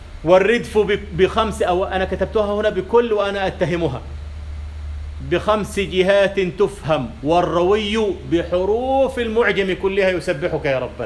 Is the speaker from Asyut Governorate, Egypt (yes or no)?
no; Kafr El Sheikh Governorate, Egypt; لكن في الألف من يقول ساعة ساعة داخلية، عندنا في كفر الشيخ يقولون ساعة، هذه إمالة.